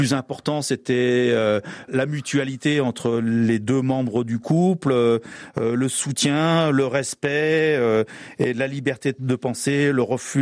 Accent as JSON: {"language": "French", "country": "Spain", "accent": "Catalan or Spanish", "second_language": "French", "said": "avec mon accent catalan ou espagnol très important."}